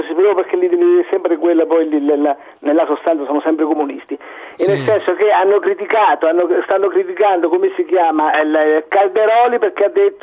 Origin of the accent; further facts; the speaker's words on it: Naples, Campania, Italy; Ma io mi sento sempre napoletano, io sono un napoletano.